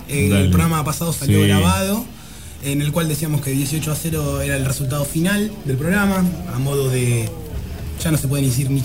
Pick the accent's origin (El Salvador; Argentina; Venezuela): Argentina; Porque somos argentinos y porque nos gusta el fútbol.